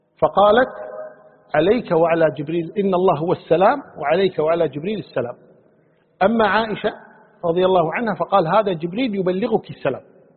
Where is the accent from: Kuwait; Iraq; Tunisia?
Kuwait; يعني حنا كويتيين مثلا الضالين نقولها الضالين، والقاف نقولها غينها